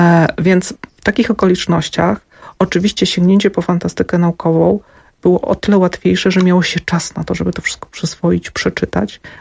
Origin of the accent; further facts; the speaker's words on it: Zamość, Lublin Voivodeship, Poland; Ja pochodzę z Zamościa.